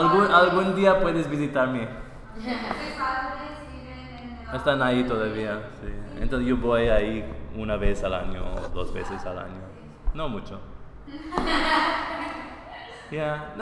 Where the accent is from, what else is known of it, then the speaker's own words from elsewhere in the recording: Milwaukee, Wisconsin, United States; Yo soy de Milwaukee.